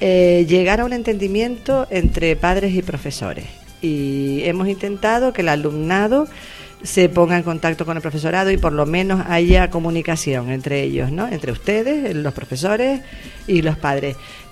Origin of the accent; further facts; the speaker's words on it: Las Palmas, Canary Islands, Spain; now in Valsequillo, Spain; yo no soy de Valsequillo, soy de Las Palmas, pero me considero valsequillera de pura cepa. Llevo viviendo aquí ya bastante tiempo, incluso cuando vivía en Las Palmas estaba trabajando ya en Valsequillo, ¿no?